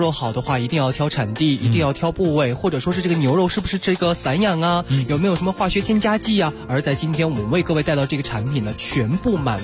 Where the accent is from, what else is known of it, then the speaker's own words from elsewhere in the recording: Inner Mongolia, China; 其实我自己是内蒙人